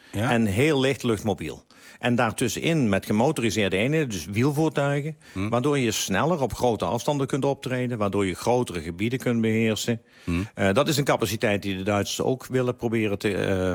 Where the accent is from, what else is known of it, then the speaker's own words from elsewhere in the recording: Netherlands; Dat wij misschien als Nederlander iets meer naar voren hangen.